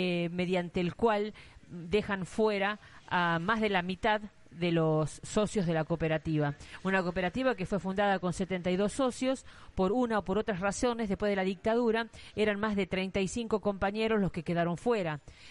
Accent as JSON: {"language": "Spanish", "region": "La Rioja", "country": "Argentina", "said": "Y como riojanos sabemos que tenemos nuestro propio papel prensa"}